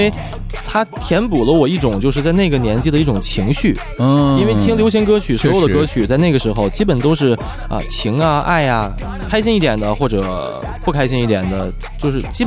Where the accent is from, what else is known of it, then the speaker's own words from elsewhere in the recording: Beijing, China; 其实我听说唱很早，因为我也是北京人嘛。